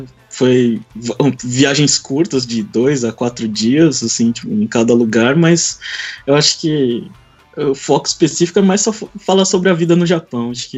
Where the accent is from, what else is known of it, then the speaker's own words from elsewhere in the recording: Brazil; now in Japan; eu sou Yonsei, sou quarta geração, então, ou seja, eu sou brasileiro.